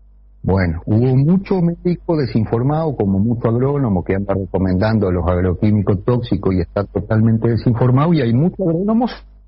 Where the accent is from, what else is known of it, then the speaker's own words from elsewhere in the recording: Paysandú, Uruguay; esta es porque yo soy de Paysandú